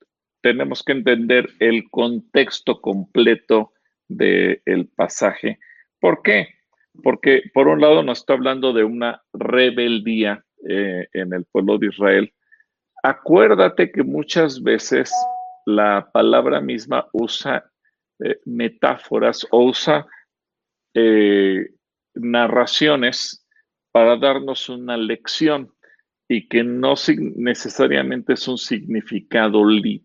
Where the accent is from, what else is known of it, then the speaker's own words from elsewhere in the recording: Mexico; Fíjate, como nación, y hablo como mexicano, como nación, nos hemos empecinado en legalizar el crimen